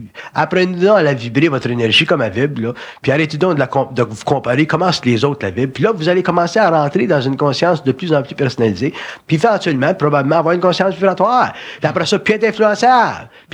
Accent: Quebec, Canada; born there; je comprends pourquoi je suis né au Québec. J'avais besoin d'une langue pour supporter ma vibration.

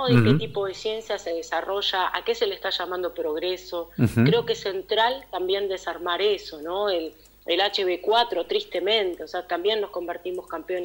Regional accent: Pergamino, Buenos Aires Province, Argentina; Soy de Pergamino, mirá, nací de criada en Pergamino

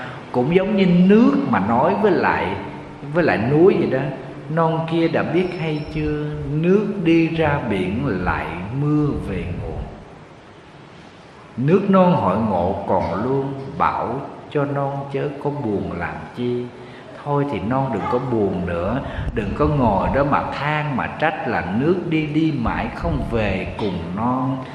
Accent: Southern Vietnam, Vietnam; Ở miền Nam thì mình thì lá rụng 2 lần. Quê em hay mùa mưa nắng thì lá từ nó rụng 2 lần.

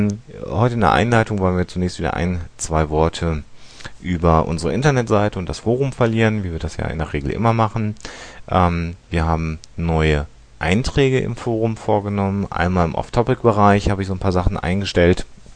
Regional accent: Münster, North Rhine-Westphalia, Germany; Kurze Sache, wir kommen aus Münster

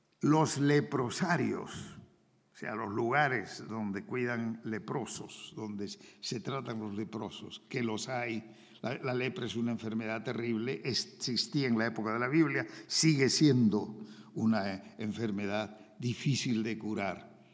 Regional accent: Peru; Yo en el Perú, en mi tierra, hay en la selva como unas 30 comunidades que tienen lenguas

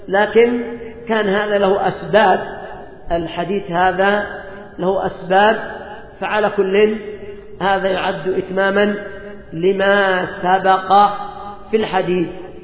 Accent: Yemen; خصوصا عندنا في اليمن، وذلك لأن كثيرا من اليمنيين قد ابتلاهم الله بالقات

